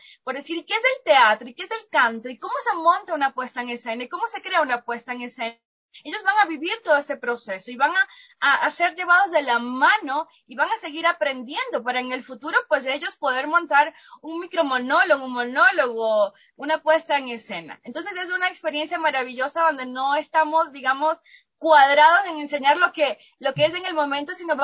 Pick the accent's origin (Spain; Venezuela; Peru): Venezuela; moved away as an adult; now in Ecuador; Yo soy de Venezuela, luego conocí a mi esposo Omar en Venezuela y vinimos a Ecuador.